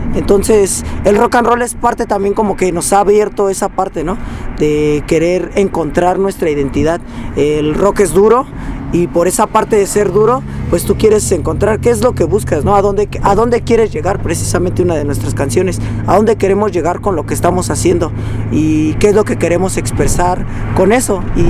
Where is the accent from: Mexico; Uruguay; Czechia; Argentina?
Mexico; born there; No nada más se trata de yo nací en México y ya soy mexica, ¿no? Sino soy de México, ¿quién soy y de dónde vengo, no?